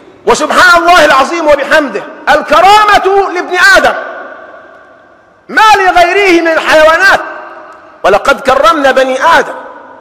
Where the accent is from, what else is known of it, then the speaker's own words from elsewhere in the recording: Egypt; ما يربطني به إلا أنه مصري وأنا مصري.